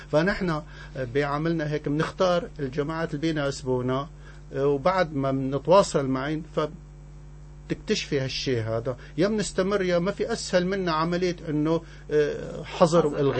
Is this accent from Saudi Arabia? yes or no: no; Syrian coast, Syria; انا سوري ابن الساحل السوري ما بقبل اي شيء بيمس بلدي انا فلاح ابن فلاح